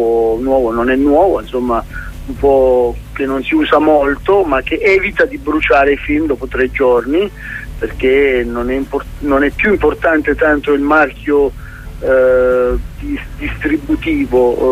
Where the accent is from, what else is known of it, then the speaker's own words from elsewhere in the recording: Sicily, Italy; born there; vogliamo parlare della Sicilia dove sono nato